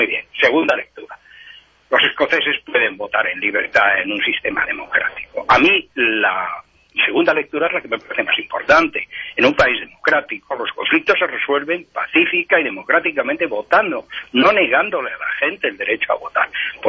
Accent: Madrid, Community of Madrid, Spain; Soy partidario, soy madrileño, soy español, y por lo tanto, pues también me siento catalán

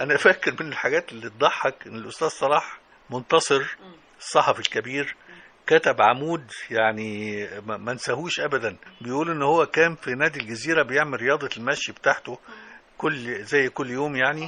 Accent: Damanhur, Beheira, Egypt; فيها شبرا وأنا من شبرا على فكرة، شبرا دمنهور يعني شبرا

